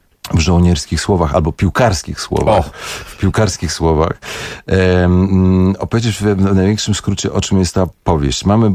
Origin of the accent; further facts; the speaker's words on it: Bielawa, Lower Silesian Voivodeship, Poland; born there; I tu rzeczywiście urodziłem się w Bielawie 12 stycznia 1967 roku